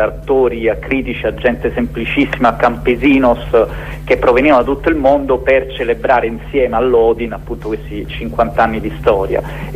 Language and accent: Italian; Apulia, Italy; Io invece, da pugliese